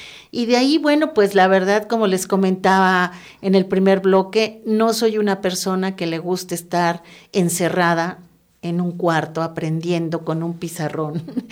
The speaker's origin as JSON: {"language": "Spanish", "region": "Mexico City", "country": "Mexico", "tie": "born or raised there", "moved": "as an adult", "said": "Nací y viví 48 años en la Ciudad de México."}